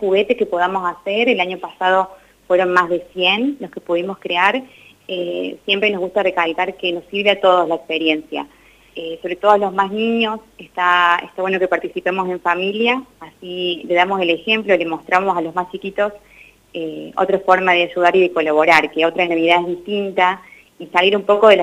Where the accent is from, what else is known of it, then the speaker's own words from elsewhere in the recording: Córdoba, Argentina; moved away as an adult; now in Santa Rosa, Argentina; yo soy de Córdoba, así que me vine hace 3 años a vivir a La Pampa